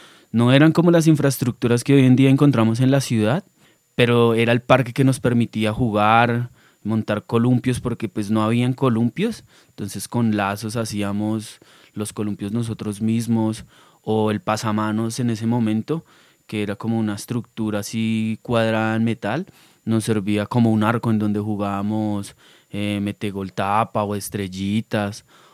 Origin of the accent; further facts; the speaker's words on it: Bogotá, Colombia; Eso es Los Laches para mí, algo que ha posibilitado caminar otros lugares sin negar las raíces de donde vengo, ¿no? Creo que Los Laches es mi punto de partida en la historia de mi vida.